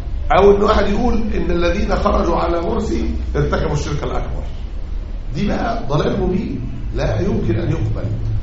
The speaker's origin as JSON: {"language": "Arabic", "country": "Egypt", "said": "أعني مسألة الأحداث الأخيرة اللي عندنا في مصر دي"}